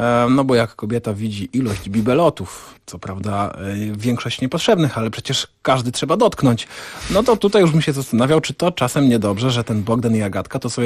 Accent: Szczecin, West Pomeranian Voivodeship, Poland; ja totalnie rozumiem tą społeczność, bo ja jestem ze Szczecina, tam też nie ma

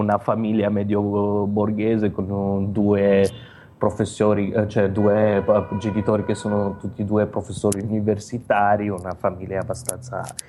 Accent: Romania; Italian is a second language; moved away as an adult; now in Italy; quando sono partito dalla Romania, avevo un lavoro abbastanza buono, lavoravo per la Presidenza della Repubblica nel Dipartimento di Educazione.

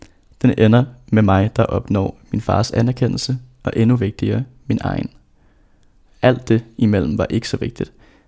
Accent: Rødovre, Capital Region of Denmark, Denmark; Jeg voksede op i Rødovre

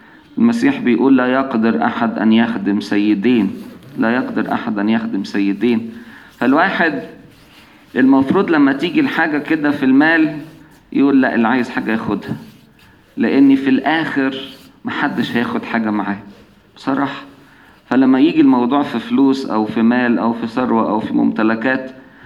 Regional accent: Egypt; كنت أعرف خدام عندنا في مصر

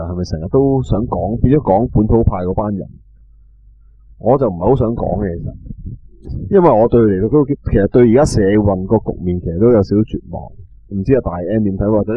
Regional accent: Hong Kong; 你知道我哋香港人啦

